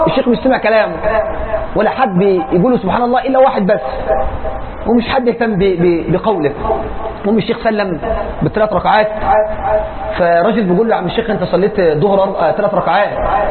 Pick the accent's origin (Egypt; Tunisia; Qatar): Egypt; اللهم اجعل بلدنا مصر واحه للامن والامان والسلم والاسلام